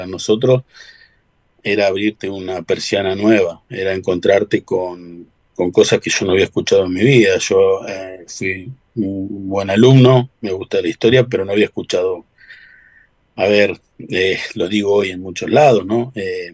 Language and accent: Spanish; Las Rosas, Santa Fe, Argentina; also born or lived in Rosario; Cuando regreso que hago un regreso desde de Rosario a mi pueblo, a Las Rosas.